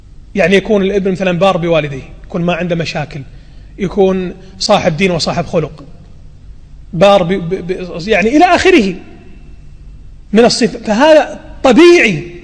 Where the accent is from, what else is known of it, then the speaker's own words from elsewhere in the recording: Kuwait; التعليم السيء عندنا في الكويت الذي يقتل المواهب ويقتل الإبداعات